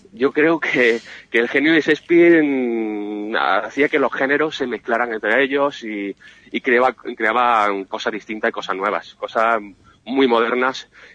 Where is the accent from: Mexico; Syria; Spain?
Spain; Lucena, Andalusia; yo soy de Lucena